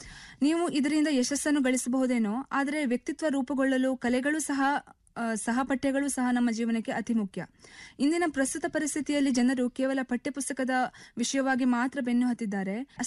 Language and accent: Kannada; Yellapur, Karnataka, India; ನನ್ನ ಊರು ಉತ್ತರ ಕನ್ನಡ ಜಿಲ್ಲೆಯ ಯಲ್ಲಾಪುರ.